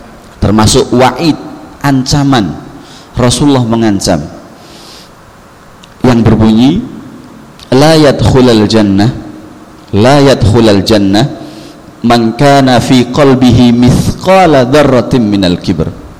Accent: Paciran, East Java, Indonesia; also born or lived in Egypt; Saya asli orang Jawa Timur, orang Lamongan, Pantura. Tepatnya desa dusun Paciran, desa Paciran, kecamatan Paciran. Kalau pernah ke WBL, insya Allah lewat depan rumah saya.

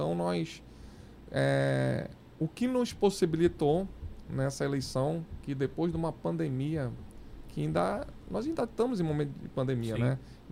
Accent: Brazil; Primeiro, eu sou brasileiro, né?

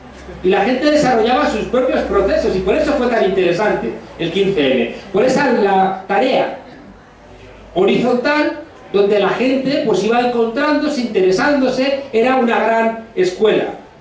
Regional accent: Madrid, Community of Madrid, Spain; Porque yo soy de Madrid y soy consciente

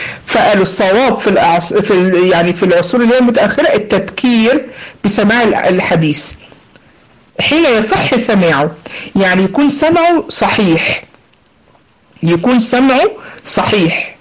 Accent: Egypt; فزي ما بيقولوا عندنا في مصر بخه في وشه

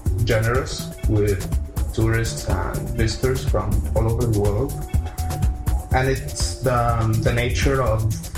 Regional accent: Egypt; I'm from Egypt. I'm 23 years old

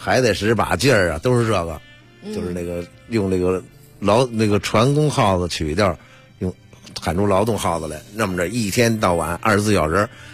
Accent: Beijing, China; 咱们北京人说天津拳

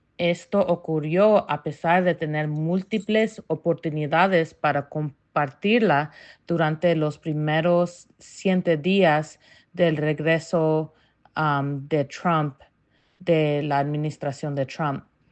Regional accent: Santa Ana, California, United States; Como residente de toda la vida de Santa Ana, que fue testigo de operativos migratorias en el vecindario a donde yo crecí en Mini Street, una comunidad vibrante de latinos y camboyanos, hablo desde la experiencia vivida.

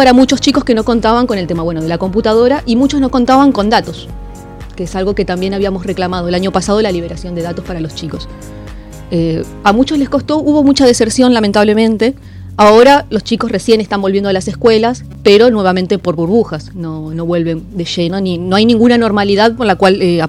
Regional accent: La Matanza, Buenos Aires Province, Argentina; now in Cañuelas, Argentina; Yo vengo de La Matanza, vengo de allá, me vine a vivir acá

